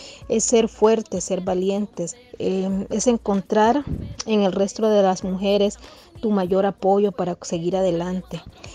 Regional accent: El Salvador; now in Costa Rica; como mujer salvadoreña, viviendo acá en Costa Rica

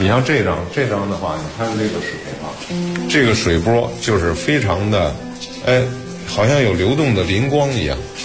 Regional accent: Beijing, China; 我是北京人，喜欢学习和研究诗书画印。

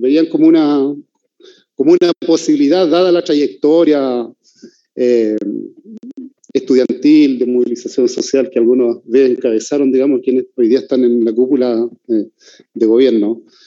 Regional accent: Araucanía, Chile; yo vengo de Ralipicha, del LOF, que está ahí enclavado en el territorio de Boroa, cerca de lo que se llama la Comuna Nueva Imperial.

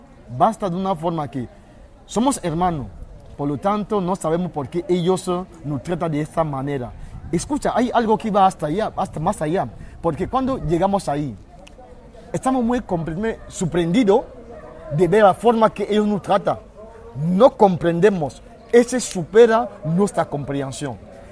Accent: Cameroon; Spanish is a second language; now in Spain; vengo de Camerún. Sí. Estuve también andando 8 meses para llegar hasta aquí.

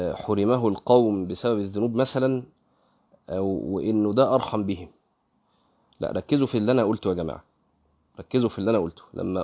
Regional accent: Egypt; وده قيل في فتره من الفترات عندنا في مصر، مش كده؟

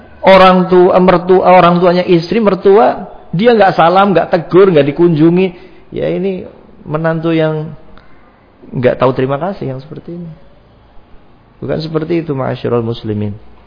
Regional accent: Brebes, Central Java, Indonesia; Saya masih ingat dulu ada di kampung saya sana di Brebes

